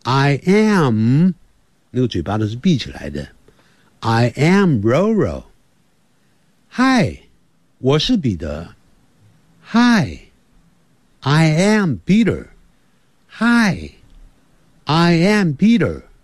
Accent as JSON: {"language": "Chinese", "country": "China", "said": "通常我们在见面的时候，你好吗？好不好啊？我们中国人呢，见面的时候吃饱饭了吗？我们通常是这样。"}